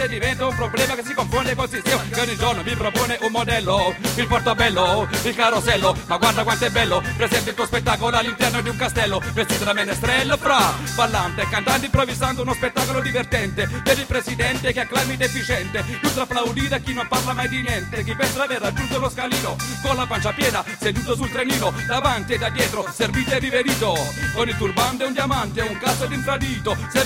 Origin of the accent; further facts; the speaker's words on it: Taranto, Apulia, Italy; vengo da Taranto.